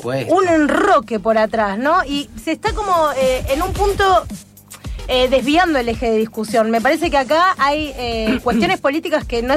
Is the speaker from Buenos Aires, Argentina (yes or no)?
yes; Buenos Aires, Argentina; Yo soy de Villa Crespo